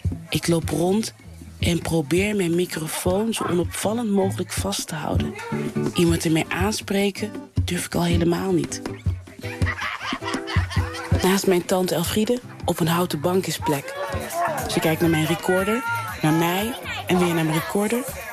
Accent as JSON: {"language": "Dutch", "country": "Suriname", "said": "als Surinamers iets brengen, een verhaal, dan zijn andere Surinamers super kritisch."}